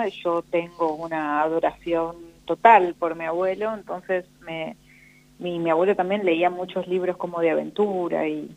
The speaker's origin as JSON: {"language": "Spanish", "town": "Centenario", "region": "Neuquén", "country": "Argentina", "tie": "born there", "said": "nací en Centenario, que es un pueblito que está al lado de Neuquén, sí. Ahí muy cerca."}